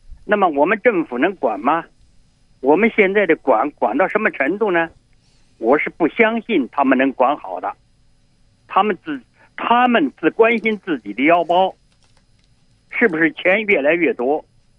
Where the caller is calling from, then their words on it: Beijing, China; 我是北京的。